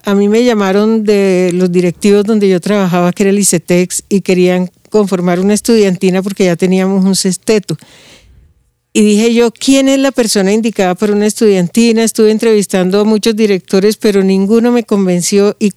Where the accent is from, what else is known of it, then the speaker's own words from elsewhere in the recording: Barranquilla, Atlántico, Colombia; Yo soy costeña, sí. Yo soy de Barranquilla